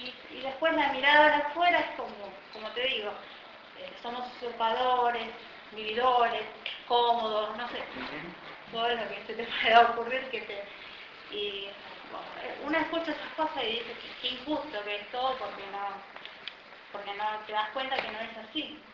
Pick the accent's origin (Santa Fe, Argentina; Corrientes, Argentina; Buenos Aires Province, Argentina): Corrientes, Argentina; yo soy de Corrientes, ¿no? De un pueblo.